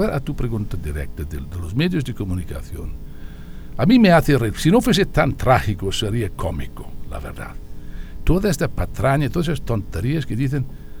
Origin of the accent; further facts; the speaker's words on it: United Kingdom; Yo soy británico, inglés no, pero británico sí.